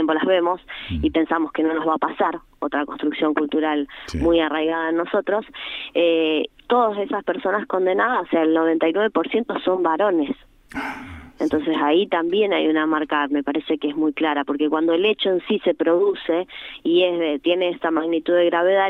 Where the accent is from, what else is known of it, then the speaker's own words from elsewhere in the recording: Argentina; con mensajes o con sentidos que puedan unificarnos en un hacer como argentinos